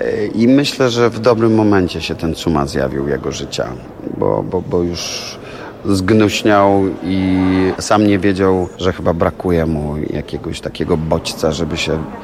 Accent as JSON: {"language": "Polish", "town": "Łódź", "region": "Łódź Voivodeship", "country": "Poland", "said": "w Łodzi, no bo stamtąd jestem"}